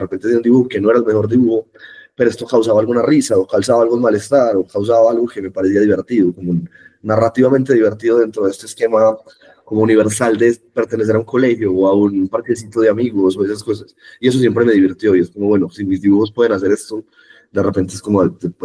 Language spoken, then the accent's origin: Spanish; Medellín, Antioquia, Colombia; Yo crecí toda la vida en Medellín, Lucas. Toda la vida. Mi familia es pues como tiene como ascendencia rural de Medellín, y mis papás son muy de Medellín, entonces yo he criado, pues crecí toda mi vida en Medellín realmente.